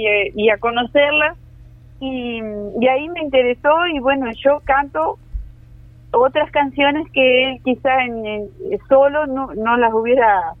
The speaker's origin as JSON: {"language": "Spanish", "town": "Sarandí Grande", "region": "Florida", "country": "Uruguay", "tie": "born or raised there", "said": "Yo soy nativa de Sarandí también."}